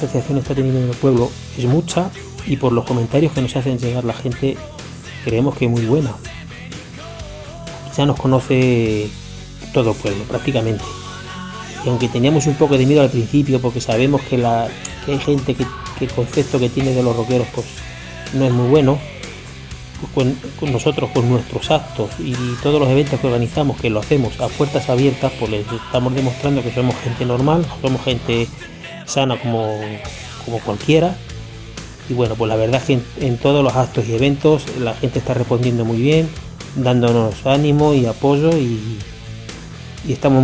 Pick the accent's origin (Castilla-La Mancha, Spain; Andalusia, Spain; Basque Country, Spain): Castilla-La Mancha, Spain; Villacañas; lo que queremos es recalcar que somos de Villacañas y es nuestro homenaje a nuestro pueblo.